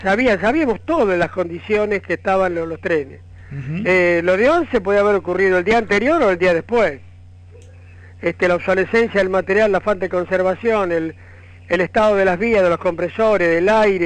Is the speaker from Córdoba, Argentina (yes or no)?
yes; Córdoba, Argentina; como yo soy de Córdoba